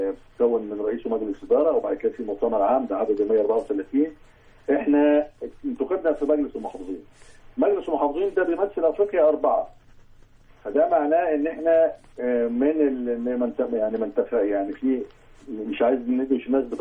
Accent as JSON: {"language": "Arabic", "country": "Egypt", "said": "بالنسبه احنا عندنا في مصر"}